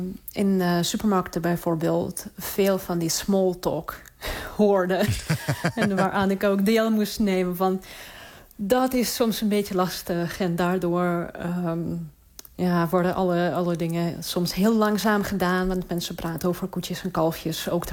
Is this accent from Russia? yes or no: yes; Saint Petersburg, Russia; now in Waterloo, Canada; En ik kom uit Sint-Petersburg van circa 6 miljoen. Dus okay. Het is voor mij echt een heel okay, kleine stad.